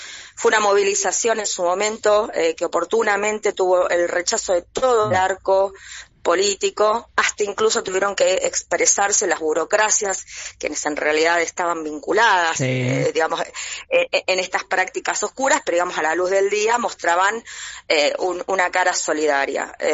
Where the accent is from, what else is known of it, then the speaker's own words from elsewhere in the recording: Remedios de Escalada, Buenos Aires Province, Argentina; Yo soy de Remedios de Escalada